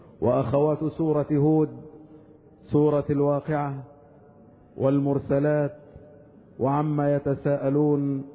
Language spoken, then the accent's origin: Arabic; Egypt; وأن يحفظ بلادنا مصر من كل مكروه وسوء